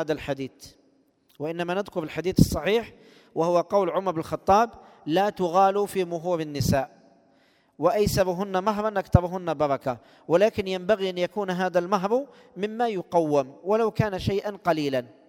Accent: Algeria; لو كان الشيخ يعلم أن المصطلح عندنا في الجزائر الفاتحة المقصود بها العقد الشرعي

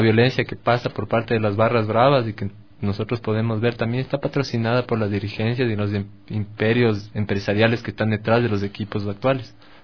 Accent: Bogotá, Colombia; yo soy de Ciudad Bolívar

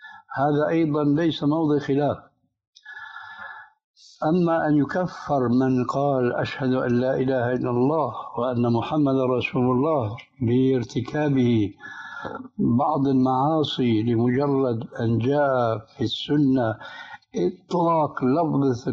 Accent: Syria; فالآن كما يقولون أيضا عندنا في سوريا بساط أحمدي

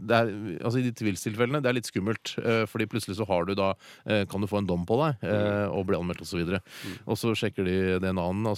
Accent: Oslo, Norway; vi er jo fra Østkanten i Oslo

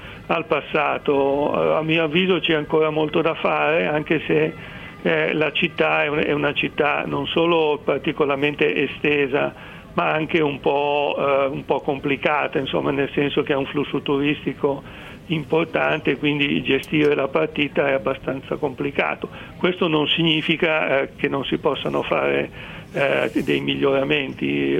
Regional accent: Milan, Lombardy, Italy; Non lo dico perché sono di Milano, ma perché è la realtà

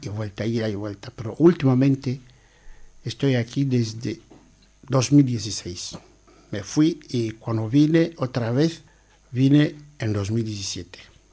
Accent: Río Muni, Equatorial Guinea; Soy de Guinea Ecuatorial, precisamente de la región continental, en Río Muni.

